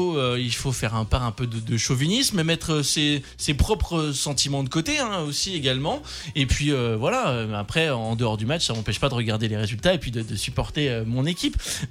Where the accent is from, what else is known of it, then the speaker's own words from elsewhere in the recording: Nancy, Grand Est, France; now in Metz, France; moi je suis de Nancy à la base, donc mon cœur est rouge et blanc, forcément. Après, je suis arrivé à Metz